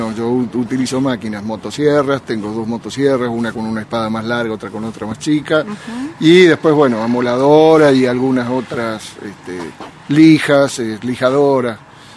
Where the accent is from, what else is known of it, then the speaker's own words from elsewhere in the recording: Nono, Córdoba, Argentina; Soy de Nono, vivo en Nono, en realidad en el paraje San Huberto.